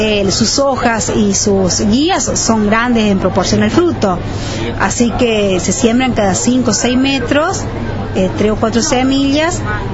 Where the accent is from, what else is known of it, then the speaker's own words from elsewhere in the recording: Colazo, Córdoba, Argentina; Nosotros somos de Córdoba, de una localidad llamada Colazo. Vivimos en el campo, sobre la ruta provincial número 10.